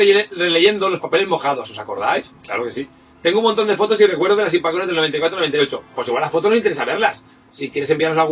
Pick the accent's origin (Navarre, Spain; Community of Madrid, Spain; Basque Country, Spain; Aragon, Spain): Basque Country, Spain; Bilbao; de Bilbao. Soy de Bilbao, pero he sido en otro rincón de España muy distante.